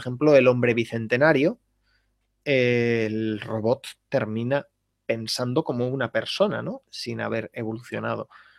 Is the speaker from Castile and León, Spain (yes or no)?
yes; Valladolid, Castile and León, Spain; now in Seville, Spain; Soy de Valladolid. Viví durante 11 años en León. Ahora vivo en Sevilla, pero yo soy de Valladolid.